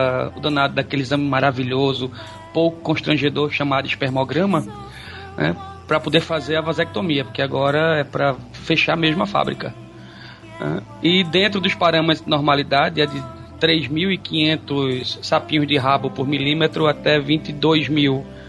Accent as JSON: {"language": "Portuguese", "region": "Pernambuco", "country": "Brazil", "said": "É, não, sou próximo, sou vizinho, sou de Pernambuco."}